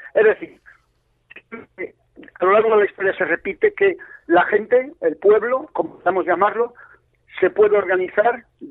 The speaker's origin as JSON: {"language": "Spanish", "town": "Madrid", "region": "Community of Madrid", "country": "Spain", "said": "yo que soy de Vallecas, estaba con comunistas"}